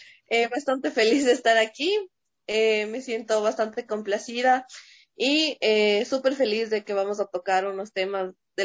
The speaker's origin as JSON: {"language": "Spanish", "town": "Quito", "region": "Pichincha", "country": "Ecuador", "lives_now": "Ibarra, Ecuador", "said": "La verdad soy de Quito. Ya. Las situaciones de la vida me pusieron a vivir acá en Ibarra."}